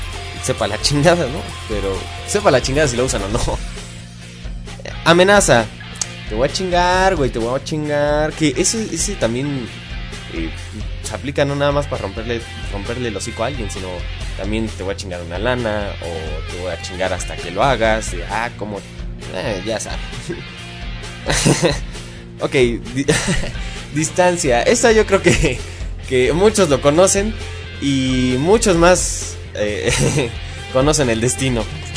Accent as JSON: {"language": "Spanish", "country": "Mexico", "said": "Y como buenos mexicanos, tenemos muchas y muchos"}